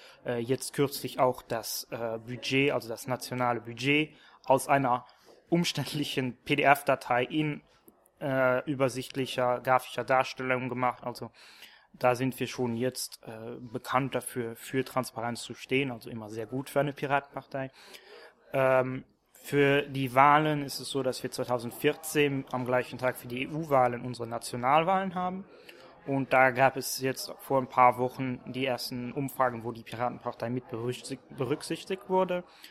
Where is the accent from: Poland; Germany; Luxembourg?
Luxembourg; ich bin aus Luxemburg